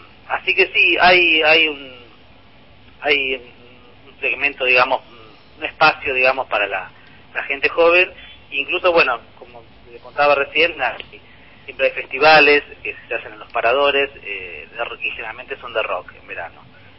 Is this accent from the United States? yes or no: no; Chascomús, Buenos Aires Province, Argentina; also born or lived in La Plata; Nací en La Plata, y mi familia, cuando yo tenía 6 años, nos instalamos acá en Chascomús, así que, digamos, también tengo mis raíces en La Plata, y he estudiado allá, y bueno, voy constantemente.